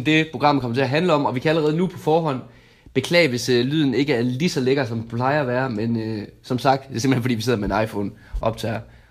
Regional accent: Region of Southern Denmark, Denmark; Ja, der kan jeg allerede som dansker, især som sønderjyde, sige, at det vil vi stik ikke

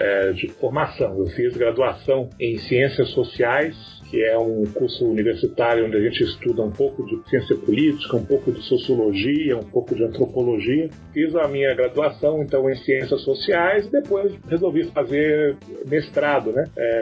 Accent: Rio de Janeiro, Brazil; also born or lived in Salvador; now in São Paulo, Brazil; Eu sou baiano de nascimento, filho de gaúcho, criado no Rio de Janeiro e moro em São Paulo já há mais de 15 anos, né?

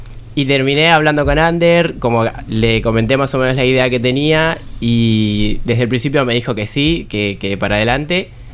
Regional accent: Buenos Aires, Argentina; moved away; Vengo de Argentina, de Buenos Aires.

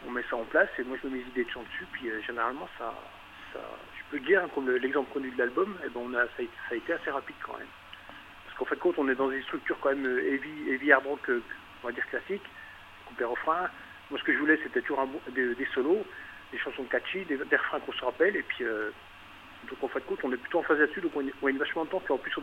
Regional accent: Besançon, Bourgogne-Franche-Comté, France; Donc, on est dans l'est, on vient de Besançon, dans le Doubs.

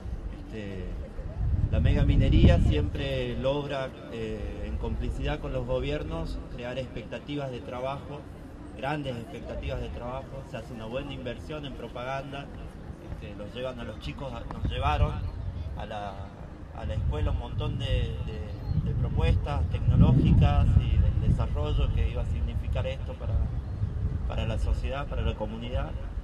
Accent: San Fernando del Valle de Catamarca, Catamarca, Argentina; de San Fernando del Valle de Catamarca.

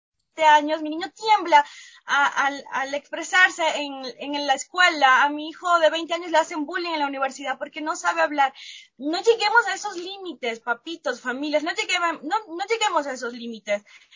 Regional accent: Venezuela; moved away as an adult; now in Ecuador; Yo soy de Venezuela, luego conocí a mi esposo Omar en Venezuela y vinimos a Ecuador.

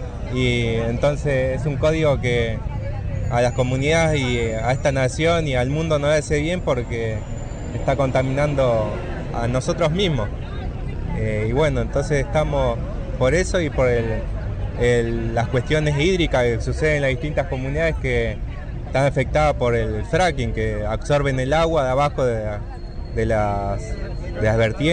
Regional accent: Chubut, Argentina; de la comunidad Pillán Mawisa, espíritu de la montaña significa, y vengo de allá de Chubú

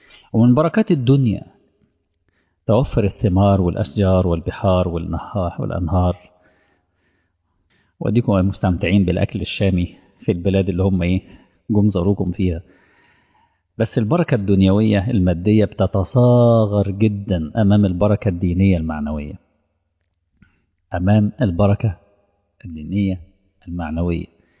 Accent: Egypt; منطقة العريش عندنا في مصر

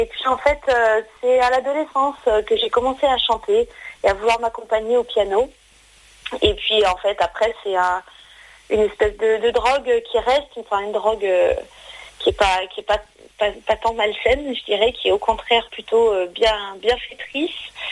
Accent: France; Et puis avec, je l'espère, la sensibilité qu'on a par chez nous en France.

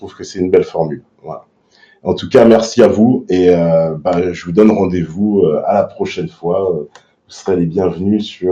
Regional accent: France; ce qui nous cimente, oui, c'est bien d'être français au fond

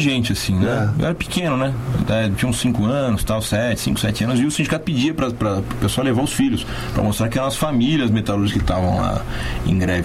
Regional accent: Santo André, São Paulo, Brazil; moved away as an adult; also born or lived in Catanduva / Itápolis / Rio Preto; now in São Carlos, Brazil; Então, 17. Efetivamente eu saí de Santo André com 19.

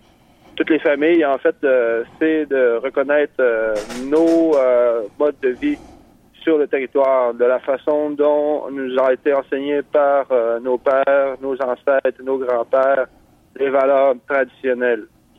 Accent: Mashteuiatsh, Quebec, Canada; On vient de Machtéouillat.

